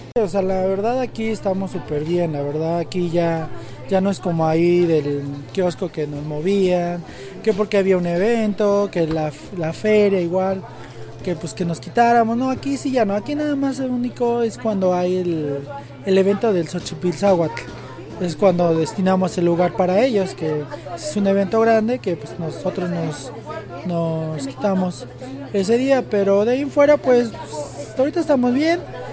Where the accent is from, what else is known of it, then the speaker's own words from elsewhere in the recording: San Francisco Catepec, Mexico; Yo soy de aquí de San Francisco, Catepec.